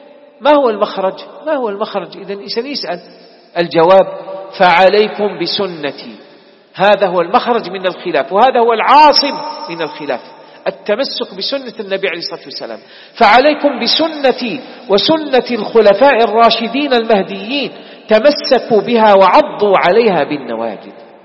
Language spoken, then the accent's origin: Arabic; Algeria; انتبهوا يا إخوان، بلدنا الجزائر مستهدفة